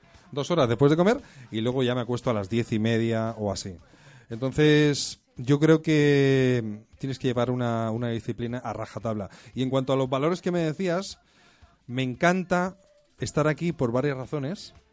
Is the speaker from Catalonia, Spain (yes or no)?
yes; Barcelona, Catalonia, Spain; Yo soy de Barcelona.